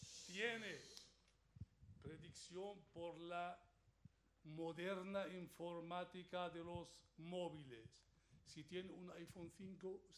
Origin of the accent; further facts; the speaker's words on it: Syria; Nosotros somos del mundo, realmente. Pero, quieras que no, es que somos sirios, a pesar de todo.